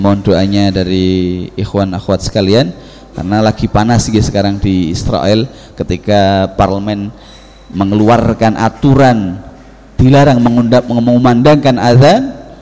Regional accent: Java, Indonesia; salah dua daripada kesalahan kita orang Jawa mempercayai hal-hal seperti itu

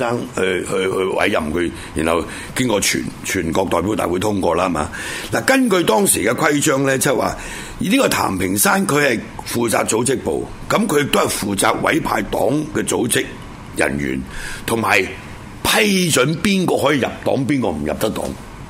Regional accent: Hong Kong; 我原本个乡下啦，我系嘛？我乡下系香港啊，系嘛？咁我有个原籍，咁啊原籍就是海陆丰，系嘛？学佬。

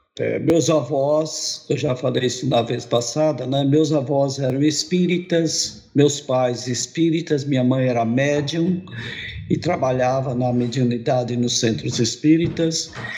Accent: Lavínia, São Paulo, Brazil; also born or lived in São Caetano; now in Campo Grande, Brazil; Eu morava no interior, eu nasci em São Caetano, mas morava no interior do estado de São Paulo, numa cidade chamada Lavínia. Em 1959, eu vim para Campo Grande

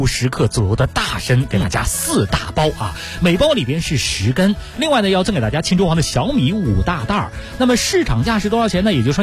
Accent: Beijing, China; 在我们北京人心目当中呢也是非常的有地位

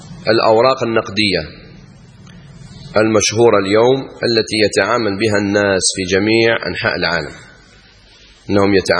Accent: Algeria; البيض يسموها بعض الناس عندنا في الجزائر العظمات، في العاصمة يسموها أولاد الجاج.

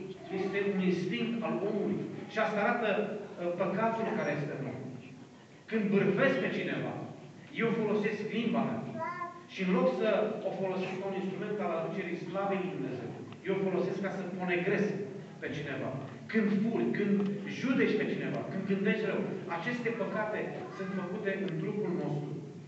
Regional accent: Romania; born there; M-am născut în România. Am o limbă, am o cultură. Am o naționalitate.

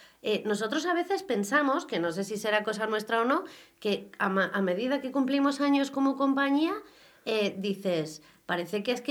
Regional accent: Castile, Spain; Yo soy castellana, hablo claro.

